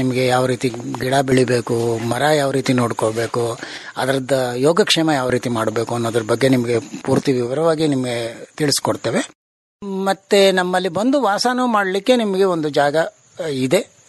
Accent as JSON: {"language": "Kannada", "town": "Kotekere", "region": "Karnataka", "country": "India", "said": "ನಮ್ಮ ಊರು ಕೋಟೆಕೆರೆ ಅಂತನ್ಬಿಟ್ಟು ಗ್ರಾಮ, ಬೇಗೂರು ಹತ್ರ ಇದೆ, ಗುಂಡ್ಲುಪೇಟೆ ತಾಲೂಕಿನಲ್ಲಿ."}